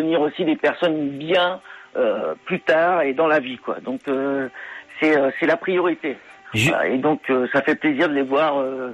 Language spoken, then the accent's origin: French; Saint-Jean-le-Blanc, Centre-Val de Loire, France; also born or lived in Saint-Privé-Saint-Mémin; Bah je suis de Saint-Jean-le-Blanc et de Saint-Privé-Saint-Mémin.